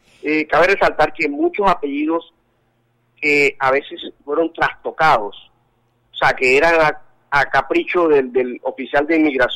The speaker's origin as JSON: {"language": "Spanish", "country": "Colombia", "said": "puedo decir que soy un colombo árabe, no puedo decir que soy solamente un colombiano, soy colombo árabe"}